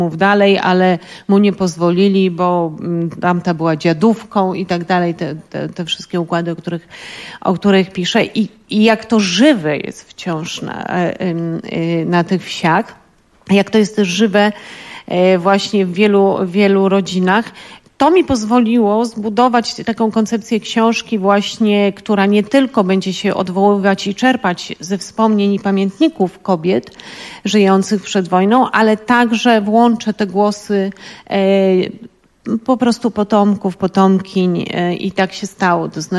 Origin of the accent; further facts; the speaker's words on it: Lower Silesian Voivodeship, Poland; dlatego że ja pochodzę właśnie z Dolnego Śląska.